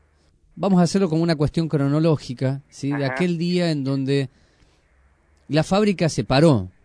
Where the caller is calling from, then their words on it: Gualeguay, Entre Ríos, Argentina; de Gualeguay, soy oyente a través de internet